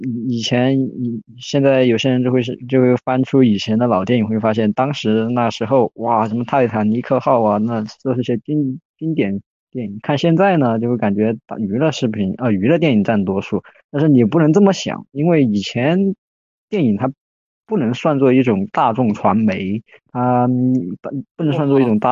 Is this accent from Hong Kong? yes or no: yes; Hong Kong; 我说我们是香港人啊，就跟我说我是重庆人没啥区别啊。